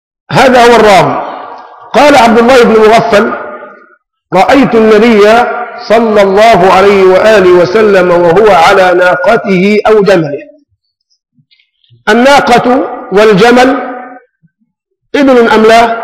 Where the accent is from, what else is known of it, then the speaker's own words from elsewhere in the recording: Egypt; ونحن كشعب مصري يعني ظلنا خفيف بالمعنى البلدي، ابناء نكتة